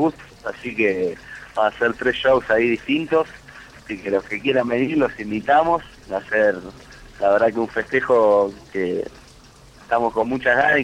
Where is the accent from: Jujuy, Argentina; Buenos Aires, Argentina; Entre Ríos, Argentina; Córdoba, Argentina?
Buenos Aires, Argentina; De donde somos la mayoría, somos de ahí, de Almagro